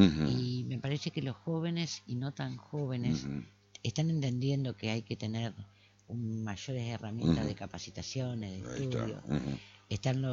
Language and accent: Spanish; Argentina; por ahí nosotros no valoramos esos recursos, ¿no? que tenemos como argentinos.